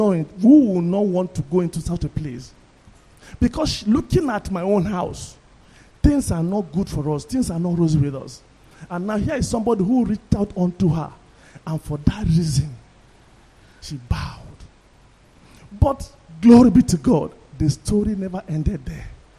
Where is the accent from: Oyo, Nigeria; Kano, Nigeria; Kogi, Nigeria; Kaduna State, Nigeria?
Kaduna State, Nigeria; Kaduna; Long time ago, when I was growing up in Kaduna with my family